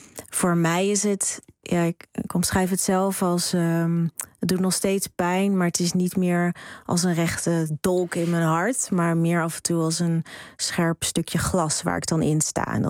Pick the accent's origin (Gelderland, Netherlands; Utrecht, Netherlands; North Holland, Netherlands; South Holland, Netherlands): South Holland, Netherlands; Rotterdam; Ik ben opgegroeid in Rotterdam.